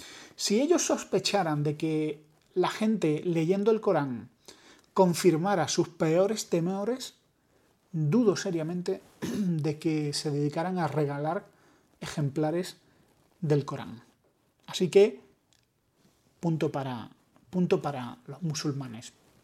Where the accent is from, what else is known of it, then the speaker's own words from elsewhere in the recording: Spain; yo, como todos, y como buen español que soy, también sufro de los mismos males que aquejan a mis compatriotas